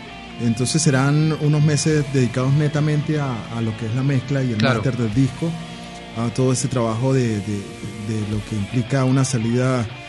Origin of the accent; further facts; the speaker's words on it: Táchira, Venezuela; José Joaquín y yo venimos del Táchira, que es una zona.